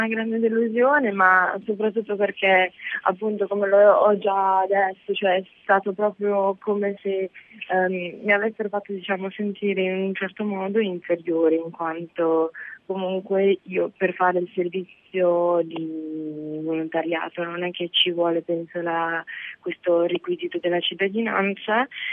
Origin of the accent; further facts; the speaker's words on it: Ukraine; Io, essendo ucraina, no.